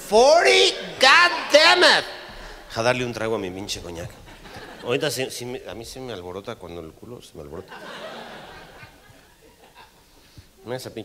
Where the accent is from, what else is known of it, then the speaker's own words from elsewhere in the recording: Mexico; oiga, doctora, fíjese que yo soy de México y no sé qué.